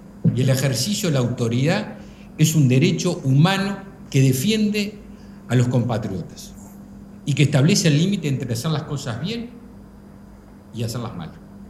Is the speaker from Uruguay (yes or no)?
yes; Uruguay; todos sabemos, todos somos uruguayos